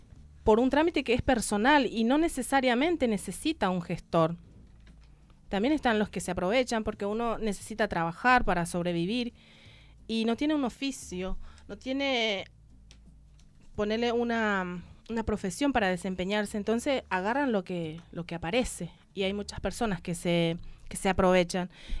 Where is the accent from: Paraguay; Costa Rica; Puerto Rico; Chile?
Paraguay; now in Argentina; en mi país en particular, la causa de la inmigración masiva de paraguayos acá en la Argentina se produjo por falta de mano de obra y porque fueron desplazados de sus tierras